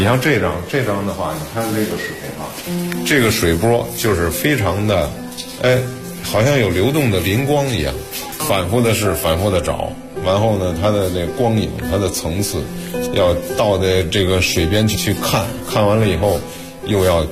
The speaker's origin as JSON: {"language": "Chinese", "region": "Beijing", "country": "China", "said": "我是北京人，"}